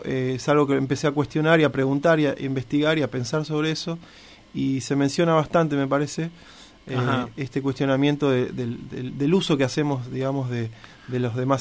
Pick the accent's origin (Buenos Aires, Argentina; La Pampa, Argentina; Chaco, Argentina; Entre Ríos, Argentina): Buenos Aires, Argentina; En Capital, sí, soy de Capital.